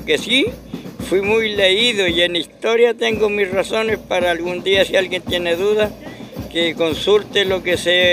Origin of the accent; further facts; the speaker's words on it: Putaendo, Valparaíso, Chile; Pero nosotros que somos campesinos, que somos de Putaendo, San Felipe, Quebrada de Alvarado